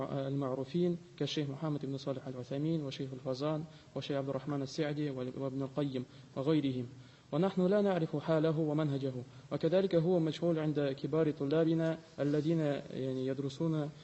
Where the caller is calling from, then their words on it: Russia; عندنا في روسيا،